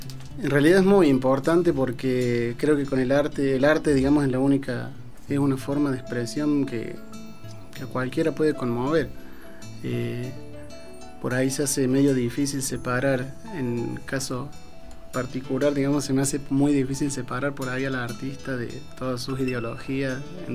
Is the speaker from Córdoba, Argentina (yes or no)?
yes; Córdoba, Argentina; De Córdoba capital.